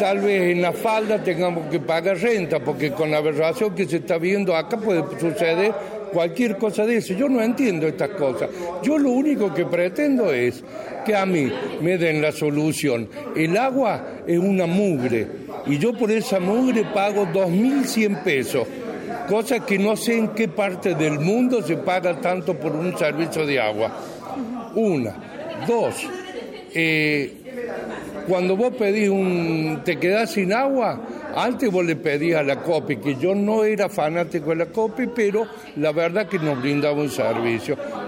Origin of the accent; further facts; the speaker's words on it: Villa Carlos Paz, Córdoba, Argentina; nosotros somos ciudadanos de Carlos Paz